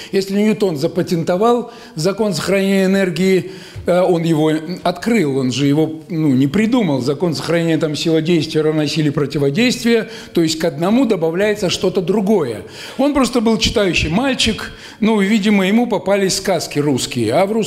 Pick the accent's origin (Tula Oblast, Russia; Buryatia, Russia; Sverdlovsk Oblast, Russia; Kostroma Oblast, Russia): Kostroma Oblast, Russia; Kostroma; я из Костромы-то, из Волги